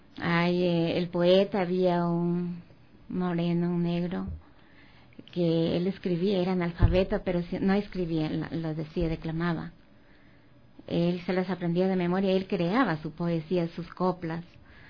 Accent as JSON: {"language": "Spanish", "region": "Loja", "country": "Ecuador", "said": "yo quería hacer algo que esté a la altura de esos escritores, algo digno de Loja, de mi tierra."}